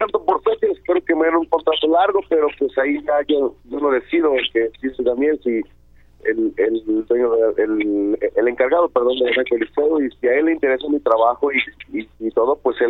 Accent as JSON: {"language": "Spanish", "region": "Jalisco", "country": "Mexico", "said": "regresar a mi casa y pues qué más que como lo hacía antes, pues de Jalisco, ¿no? El sombrero y al estilo de aquí de mi tierra."}